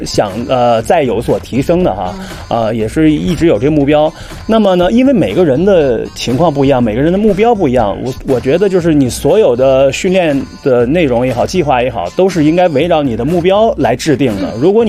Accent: China; 反正目前为止，我们中国人还没有一个进9小时的

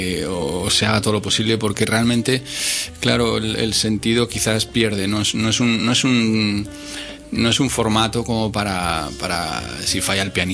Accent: Miranda de Ebro, Castile and León, Spain; En Bilbao, en mi pueblo, en Miranda.

